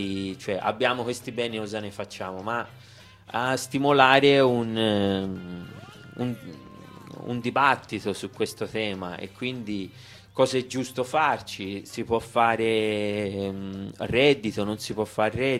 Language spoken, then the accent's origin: Italian; Sicily, Italy; Vabbè, essendo siciliano, sicuramente quello che mi infiamma di più è sicuramente l'antimafia